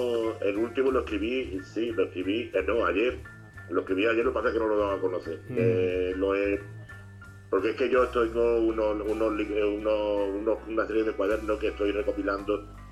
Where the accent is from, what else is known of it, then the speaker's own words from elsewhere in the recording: Málaga, Andalusia, Spain; born there; Nací en Málaga un 9 de abril del 50. En el hospital 18 de julio